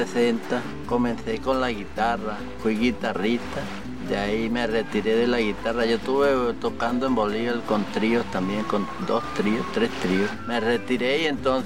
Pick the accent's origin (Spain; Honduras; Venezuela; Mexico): Venezuela; Santa Cruz de Orinoco; born there; nací en Santa Cruz de Orinoco, el año 40